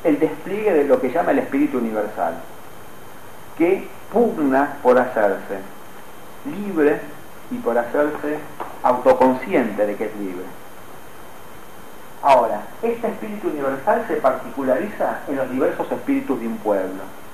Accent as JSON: {"language": "Spanish", "country": "Argentina", "said": "Ahora, eso está negado en el sentido que digo, no soy yo griego, soy un argentino del siglo XXI."}